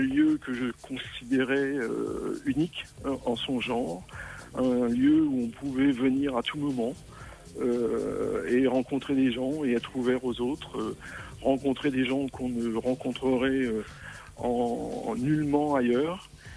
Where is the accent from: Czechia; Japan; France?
France; Normandy; also born or lived in Nancy; je suis originaire de Normandie, et puis j'ai terminé mes études en allant faire une école d'ingénieur à Nancy